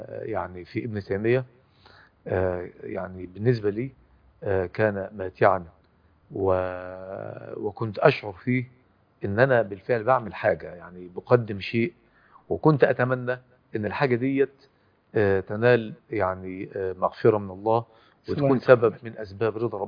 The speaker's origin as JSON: {"language": "Arabic", "country": "Egypt", "said": "من كبار المهتمين بالاصول وبالعلم الكلام في بلدنا مصر"}